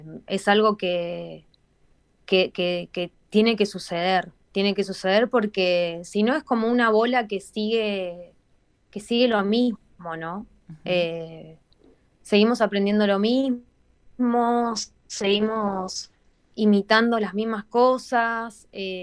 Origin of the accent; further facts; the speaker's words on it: Argentina; cuando digo de dónde soy, que soy de Argentina, lo primero que me dicen es, ah, asado.